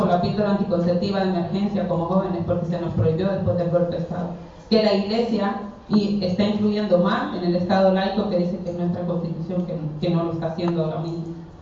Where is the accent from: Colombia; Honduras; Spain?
Honduras; vengo de Honduras. Estoy por aquí solo unas 5 semanitas.